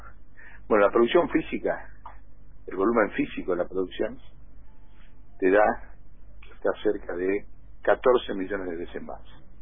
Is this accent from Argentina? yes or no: yes; Argentina; ¿Cuántas veces más productivos somos los argentinos en 100 años?